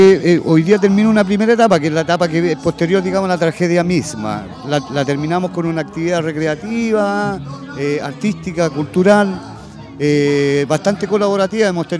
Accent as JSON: {"language": "Spanish", "region": "Valparaíso", "country": "Chile", "said": "Queremos quedarnos en Valparaíso porque somos porteños."}